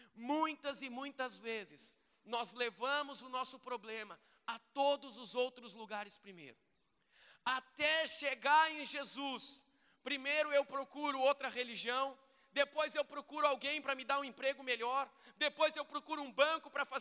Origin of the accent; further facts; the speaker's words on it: Canoas, Rio Grande do Sul, Brazil; Eu fui criado aqui em Canoas